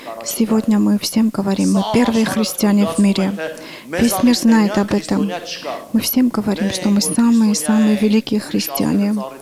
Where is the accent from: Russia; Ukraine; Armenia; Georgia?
Armenia; Мы армяне, мы такие, что делать? Мы должны признать.